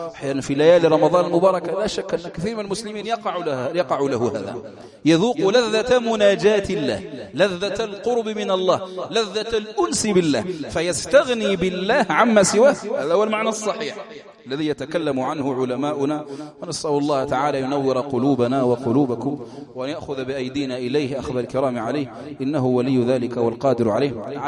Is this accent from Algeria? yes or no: yes; Algeria; اللهم احفظ بلادنا الجزائر من كل مكروه وسوء وبلاء